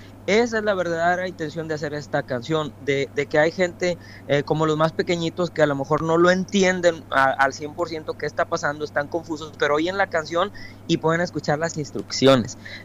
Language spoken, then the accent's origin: Spanish; Mexico; now in United States; yo soy mexicano, radico en Estados Unidos